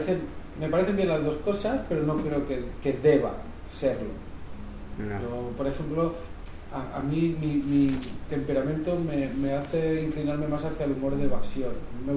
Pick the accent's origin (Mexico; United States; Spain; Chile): Spain; Cardona, Catalonia; él vivía en las afueras del pueblo, y en mi pueblo, en Cardona, hay una fortaleza medieval muy grande.